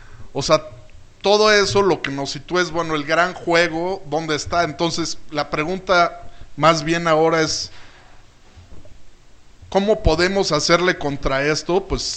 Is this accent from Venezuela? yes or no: no; Mexico; Ya ese derecho lo estamos perdiendo como ciudadanos mexicanos